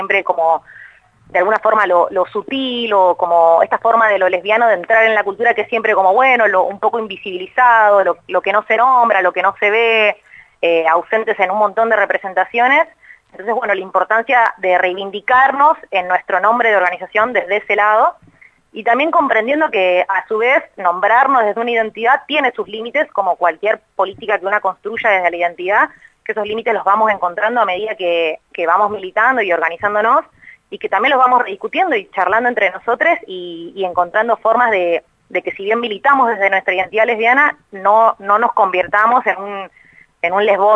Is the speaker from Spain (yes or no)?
no; Buenos Aires, Argentina; soy de Capital